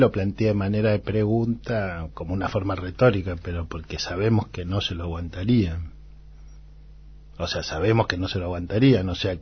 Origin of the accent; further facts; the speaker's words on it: Argentina; yo soy un argentino, un antropólogo que trata de que los debates de las universidades no queden adentro de las universidades